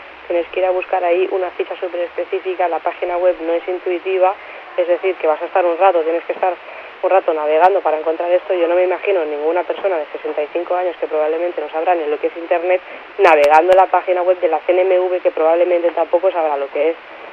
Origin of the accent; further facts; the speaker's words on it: Mataró, Catalonia, Spain; Yo soy de Mataró, que es sede de Caixa Laietana